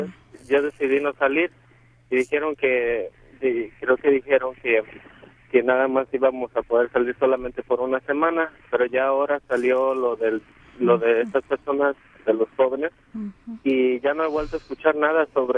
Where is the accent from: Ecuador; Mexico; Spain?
Mexico; now in United States; voy a cumplir 14 años estando aquí en permanencia sin salir a México, soy mexicano